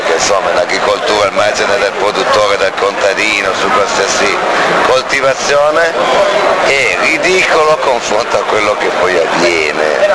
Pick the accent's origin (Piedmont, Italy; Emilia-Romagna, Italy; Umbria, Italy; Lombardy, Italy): Piedmont, Italy; Dogliani; Cuneo Dogliani, Monforte d'Alba Dogliani.